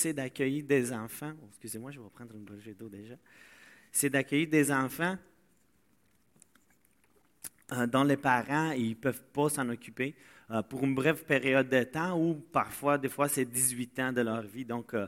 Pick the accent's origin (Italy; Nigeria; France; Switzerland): Italy; French is a second language; now in Tingwick, Canada; parce que je viens de l'Italie. Et ça fait désormais 7 ans que je vis au Québec et que je suis dans cette église parce que je suis arrivé à Tingwick. Donc, c'est pas loin de Victo.